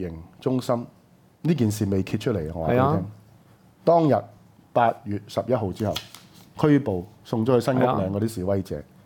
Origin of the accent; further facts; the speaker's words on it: Hong Kong; 係違反我哋香港人嘅一個基本嘅價值觀